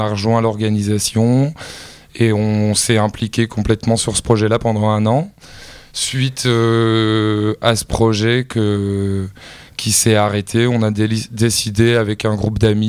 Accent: Grand Est, France; On est tous les deux originaires des Vosges. Après plusieurs années sur la route et dans différents voyages, régions de France, on a décidé de revenir s'installer dans les Vosges il y a maintenant quelques années.

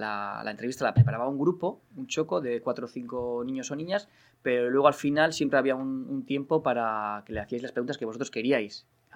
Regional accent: Barakaldo, Basque Country, Spain; Pero es que los que somos de Baracaldo nos cuesta irnos.

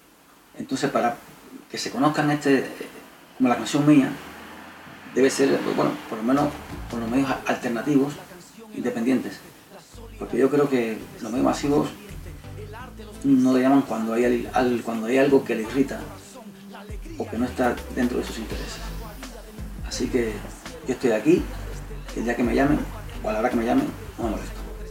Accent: Cuba; now in Madrid, Spain; Quiero expresarle desde aquí, desde Madrid, mi solidaridad con el pueblo de Cuba, que es mi pueblo

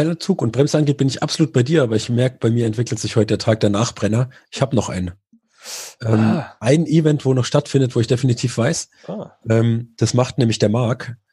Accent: Murnau, Bavaria, Germany; Bei uns in Murnau, also da, wo ich herkomme, sind knapp über 200 Kilometer, knapp 3.500 Höhenmeter.

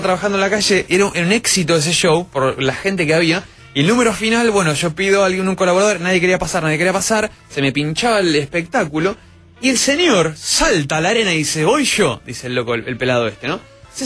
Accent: Argentina; Y yo soy argentino, ¿entendés?

